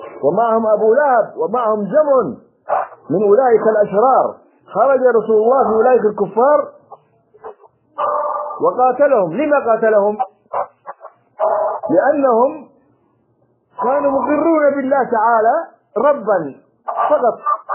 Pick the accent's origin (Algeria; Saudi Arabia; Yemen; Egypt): Yemen; عندنا في اليمن ما أكثر هذه القبور